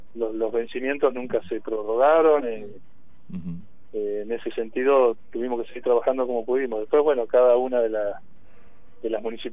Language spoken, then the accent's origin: Spanish; Rauch, Buenos Aires Province, Argentina; Yo soy de Rauch, sí, correcto.